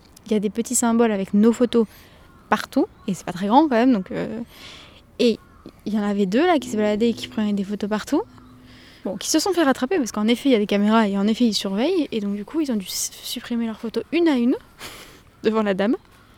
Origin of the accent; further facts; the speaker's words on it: France; je suis française